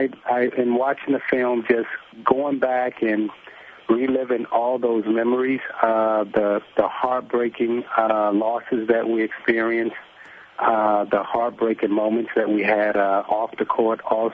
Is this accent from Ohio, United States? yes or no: no; Chicago, Illinois, United States; I grew up in Chicago, so I didn't have a problem fighting any of them.